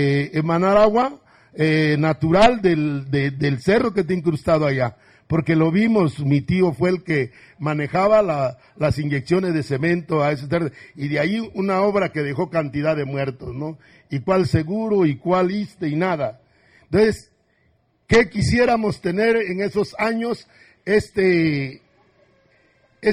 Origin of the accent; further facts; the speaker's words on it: Oaxaca, Mexico; Spanish is a second language; porque nosotros sí somos zapotecos, pero nos borraron, diré, nuestra lengua materna, que era el zapoteco.